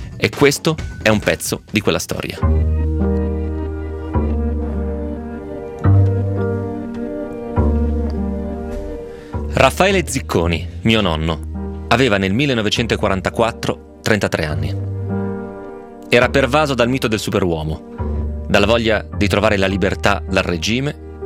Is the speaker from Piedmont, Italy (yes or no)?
yes; Piedmont, Italy; è un tratto comune anche un po' dalle mie parti, nel senso che pure i piemontesi hanno un po' quella cosa lì